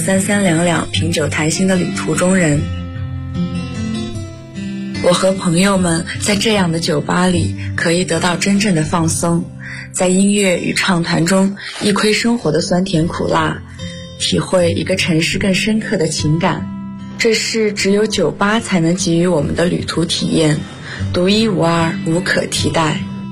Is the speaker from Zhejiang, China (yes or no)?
no; Nanning, Guangxi, China; now in Nanjing, China; 我在南京大学，距离我的家乡广西南宁1747公里。